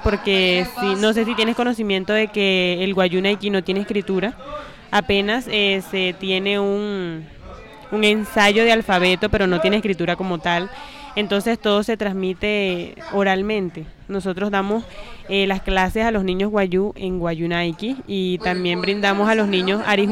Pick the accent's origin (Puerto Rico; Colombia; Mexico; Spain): Colombia; Uribia, La Guajira; yo soy de Uribia, vengo en este día de hoy a trabajar por nuestra cultura, soy guayú